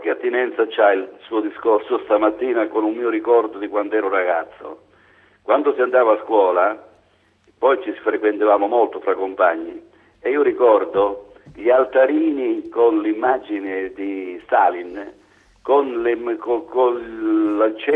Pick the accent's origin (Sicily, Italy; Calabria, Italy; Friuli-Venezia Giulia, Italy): Calabria, Italy; now in Marche, Italy; Io sono originario della Calabria, ma vivo nelle Marche.